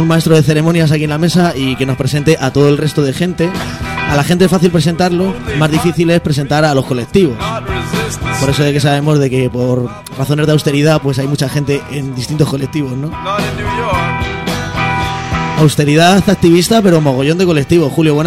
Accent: Móstoles, Community of Madrid, Spain; Que yo vengo de Móstoles, ¿sabes?

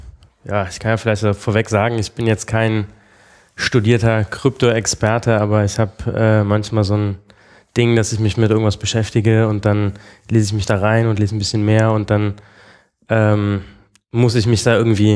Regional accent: Bonn, North Rhine-Westphalia, Germany; moved away as an adult; now in Berlin, Germany; So generell im Leben komme ich aus Bonn eigentlich.

